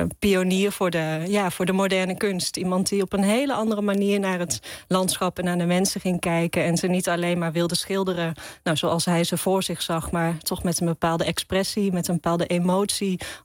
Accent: Zundert, North Brabant, Netherlands; allereerst kom ik uit de buurt van Zundert, het Brabantse dorpje waar Van Gogh geboren is.

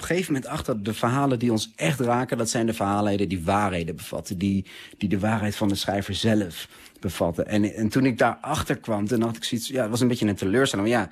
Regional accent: Netherlands; En ik ben Nederlander

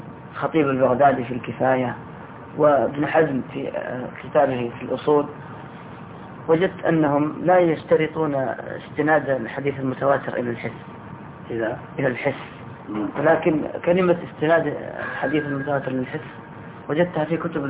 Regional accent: Sudan; يعني سمعنا عنه كثير يعني عندنا في السودان هناك

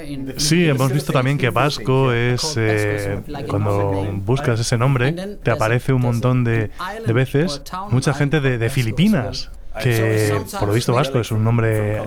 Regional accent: Australia; also born or lived in Scotland; now in Denmark; soy de Escocia. Y crecí en Australia. Y ahora vivo en Dinamarca.

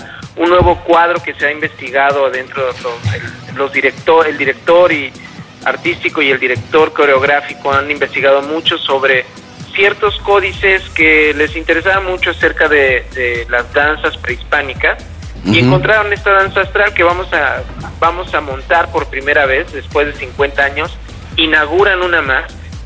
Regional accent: Mexico

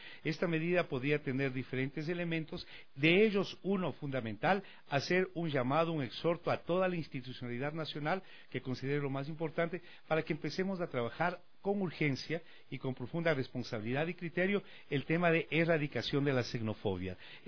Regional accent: Alausí, Chimborazo, Ecuador; Yo vengo de Alausí, una ciudad hermosa, crecí viendo al tren pasar por delante de mi casa

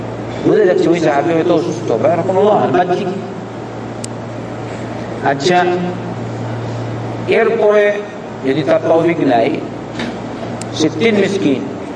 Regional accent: Bangladesh; বাংলাদেশি আমরা বাংলাদেশ মানুষ ভয় করে বাংলাদেশ যাবো নামবো

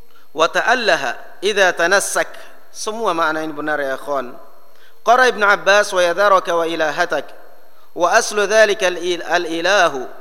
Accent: Java, Indonesia; Kalau kita apa orang Indonesia, apalagi kalau kita orang Jawa, Abduwah.

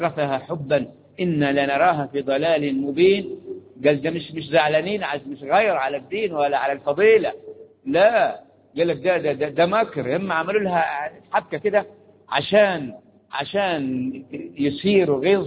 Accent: Egypt; قلنا احنا مصريين، فرحة هذه المصريين أهم وفرحانين بمصر بمصر

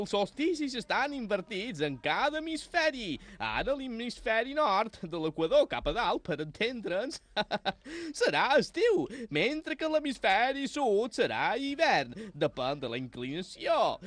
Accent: Balearic Islands, Spain; no, jo som de Menorca. Som un menorquí, sap?

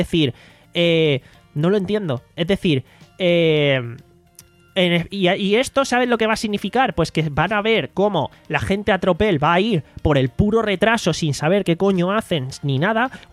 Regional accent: Málaga, Andalusia, Spain; me interesa la info porque encima soy de Málaga y me veo en la duda

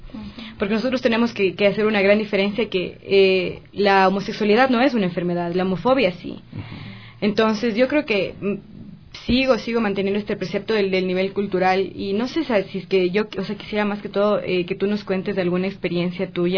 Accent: Ecuador; como los ecuatorianos somos, pequeños, medios gorditos, claro, bronceados, con nuestros rasgos

